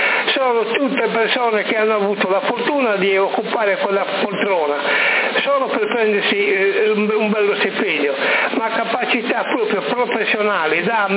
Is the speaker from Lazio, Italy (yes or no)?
no; Sassari, Sardinia, Italy; io sono nato a Sassari, cresciuto e pasciuto sempre a Sassari, per cui ho la certa età